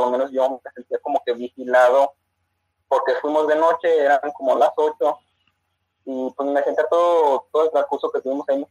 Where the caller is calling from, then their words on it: León, Guanajuato, Mexico; de México, de la ciudad de León, Guanajuato.